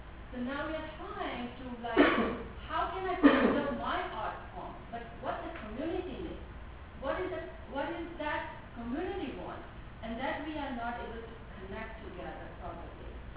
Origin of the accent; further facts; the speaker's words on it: India; I'm from India.